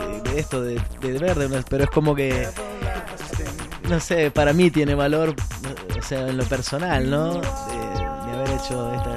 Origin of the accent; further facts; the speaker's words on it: Oberá, Misiones, Argentina; yo soy de Oberá, que es del interior de Misiones, a 100 kilómetros de Posadas.